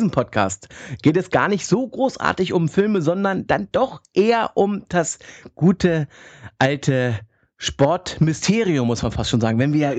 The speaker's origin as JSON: {"language": "German", "town": "Hannover", "region": "Lower Saxony", "country": "Germany", "tie": "born there", "said": "Ich bin in Hannover geboren"}